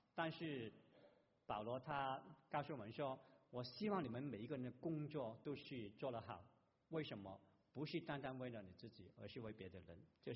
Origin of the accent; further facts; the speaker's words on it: Guangdong, China; accent: Cantonese; Chinese is a second language; 我们广东话这个谎言就是大话